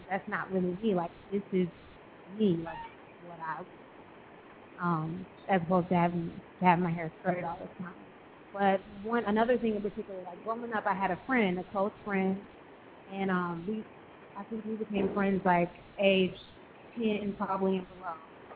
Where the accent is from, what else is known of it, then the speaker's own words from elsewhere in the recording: Alabama, United States; Growing up, like I grew up in Alabama, so of course that's the South.